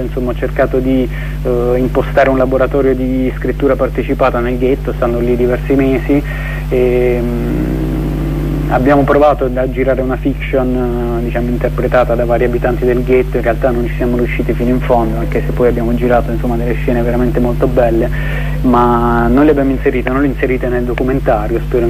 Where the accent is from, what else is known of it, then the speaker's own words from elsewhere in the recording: Apulia, Italy; io sì, essendo pugliese